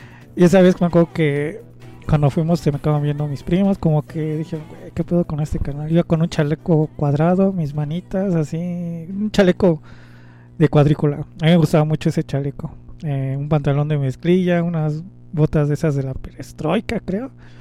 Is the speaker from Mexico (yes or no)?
yes; Culhuacán, Mexico City, Mexico; es hablar parte de mi adolescencia aquí en Culhuacán.